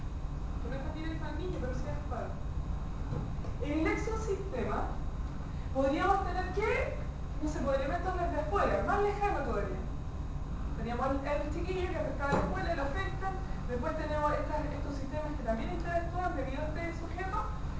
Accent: Chile; Pues la cultura es chilena. Nosotros así como chilenos tenemos, así como culturalmente, tenemos una cultura súper arraigada

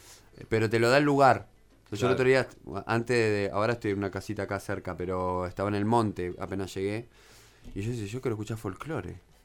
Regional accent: Buenos Aires, Argentina; nací en Buenos Aires, capital, porteño full, toda mi familia porteña

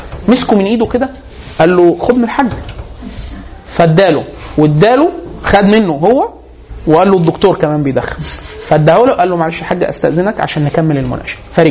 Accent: Egypt; عندنا في مصر

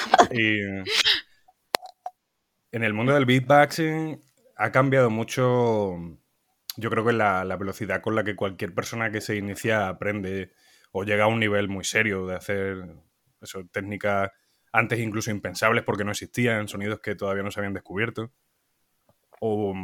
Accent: Montijo, Extremadura, Spain; now in Madrid, Spain; en directo desde Madrid, conectando con Montijo, mi pueblo

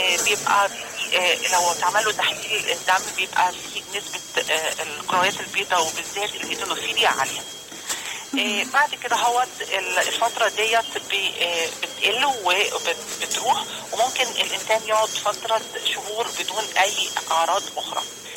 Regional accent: Alexandria, Alexandria Governorate, Egypt; فبالتالي ابتدت تظهر عندنا في إسكندرية كمان الفاشيولا

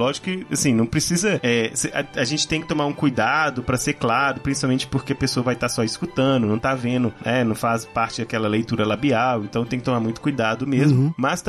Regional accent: Minas Gerais, Brazil; Ninguém vai perceber que a gente é mineiro.

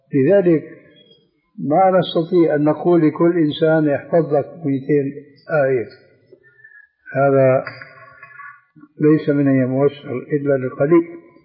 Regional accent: Syria; النعل صرارة موجودة كانت إلى عهد قريب عندنا في سوريا للرجال.

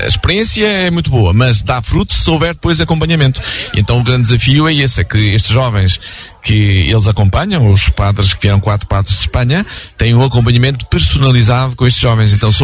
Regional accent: Portugal; não só porque somos portugueses

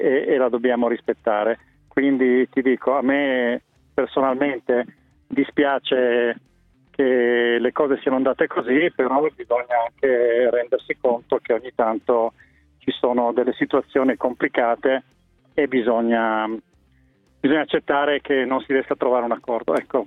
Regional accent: Turin, Piedmont, Italy; moved away; Io, essendo torinese, ancorché ormai a Torino non ci viva più da tanto tempo

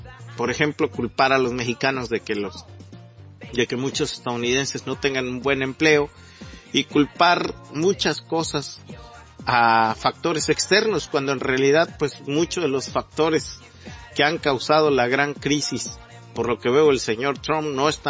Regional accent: Mexico; nos dejaron a todos los mexicanos viviendo con migajas. Somos el país de América Latina que ganamos menos

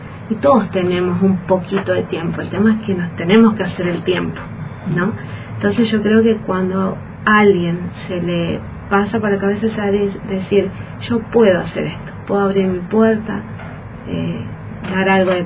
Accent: Paraná, Entre Ríos, Argentina; Sí, soy de Entre Ríos, soy de Paraná.

